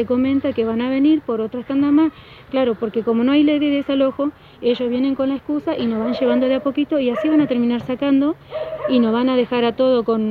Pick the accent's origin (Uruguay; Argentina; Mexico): Argentina; Somos argentinos, vivimos en Argentina, merecemos una tierra.